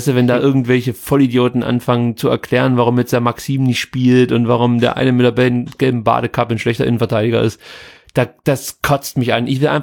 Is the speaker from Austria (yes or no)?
no; Stuttgart, Baden-Württemberg, Germany; Das gab es bei uns in Stuttgart definitiv nicht.